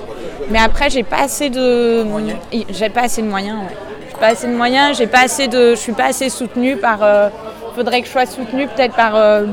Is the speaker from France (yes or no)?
yes; Paris, Île-de-France, France; Ouais, je suis parisienne.